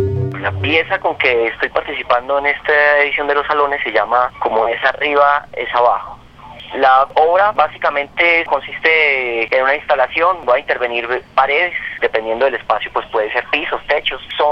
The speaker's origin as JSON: {"language": "Spanish", "town": "Armenia", "region": "Quindío", "country": "Colombia", "tie": "born there", "said": "yo soy nacido en Armenia"}